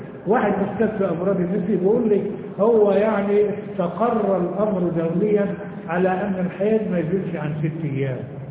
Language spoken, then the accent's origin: Arabic; Egypt; النسوان عندنا في مصر ما فيهمش لبن